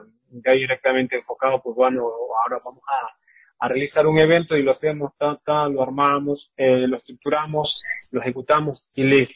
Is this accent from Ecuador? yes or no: yes; Quinindé, Esmeraldas, Ecuador; soy artista propiamente quinindeño. Soy de Quinindet, en este caso pues me toca representar aquí a la provincia de Esmeraldas